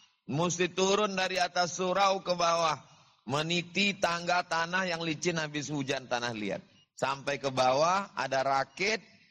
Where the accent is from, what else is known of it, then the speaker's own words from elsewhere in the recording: Riau, Indonesia; saya dari Riau, Pulau Sumatera.